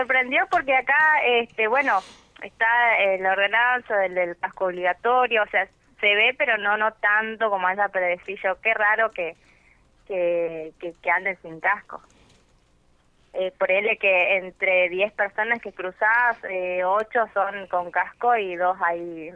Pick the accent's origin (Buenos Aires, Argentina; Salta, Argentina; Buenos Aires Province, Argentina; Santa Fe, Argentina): Salta, Argentina; now in Neuquén, Argentina; yo soy nacida en Salta, soy salteña, bueno, ahora hace ya va a ser 3 años que estoy acá en Neuquén.